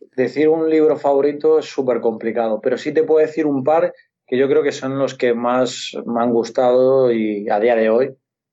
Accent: Community of Madrid, Spain; yo que soy madrileño

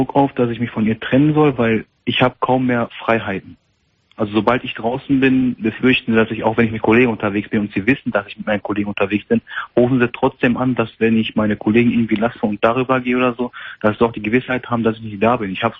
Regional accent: Morocco; ich bin Marokkaner

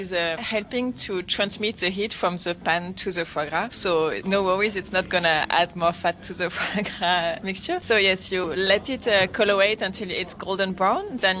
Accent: Toulouse, Occitania, France; I'm from Toulouse, so this city is very famous for everything about the duck, and of course duck foie gras.

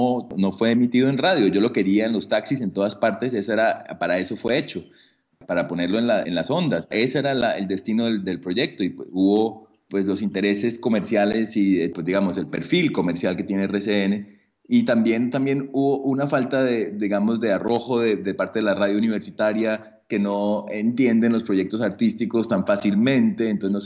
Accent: Cali, Valle del Cauca, Colombia; now in Berlin, Germany; que es un nombre francés porque papá francés, pero soy caleño y soy artista y vivo en Berlín, un poco entre París y Berlín ahora.

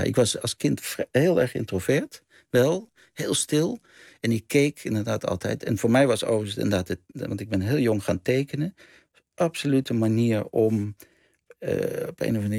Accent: Amsterdam, North Holland, Netherlands; born there; also born or lived in Groningen; Ik ben in Amsterdam geboren. En op een gegeven moment zijn ze naar Groningen gegaan.

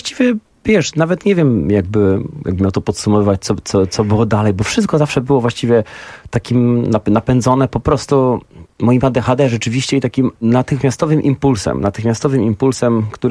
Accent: Zielona Góra, Lubusz Voivodeship, Poland; bo pochodzę z małej miejscowości z Zielonej Góry

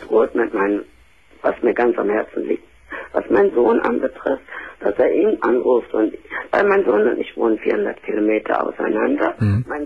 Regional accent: Cologne, North Rhine-Westphalia, Germany; moved away as an adult; now in Hamburg, Germany; also ich komme auch aus Köln, ich sage das jetzt mal. Mhm. Und ich bin aber, als mein Sohn 13 war, bin ich nach Hamburg gezogen.

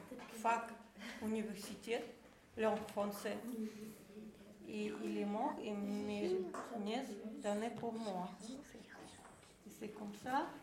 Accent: Russia; je suis russe, d'origine tchétchène

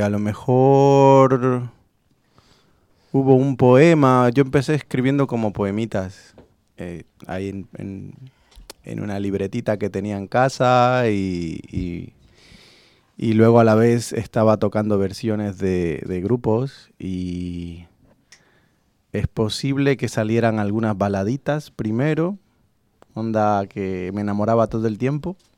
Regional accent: Bolivia; también el rock nacional en Bolivia, pues yo soy de Bolivia.

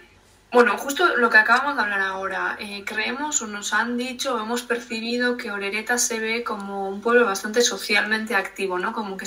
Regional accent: Urnieta, Basque Country, Spain; soy de Urnieta.

